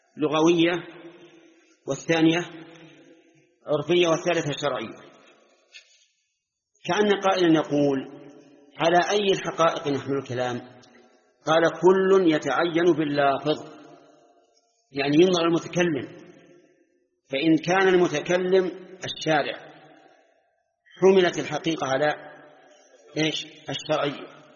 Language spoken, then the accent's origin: Arabic; Najd, Saudi Arabia; أما عندنا في نجد فالشات هي الأنثى من الضأن